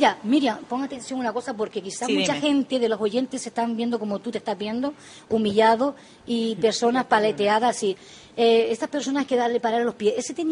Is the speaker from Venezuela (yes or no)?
no; Canary Islands, Spain; te pido disculpas siendo española, porque los canarios siempre vamos a emigrar.